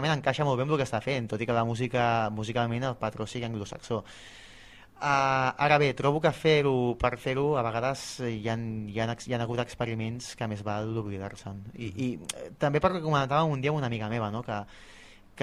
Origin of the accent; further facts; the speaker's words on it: Cardedeu, Catalonia, Spain; tracta sobre el meu poble, que és Cardedeu